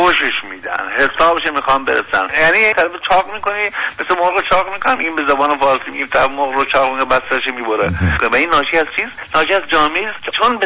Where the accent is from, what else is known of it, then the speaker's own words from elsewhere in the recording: Iran; ما یه هویت باز داریم، ما ایرانی هستیم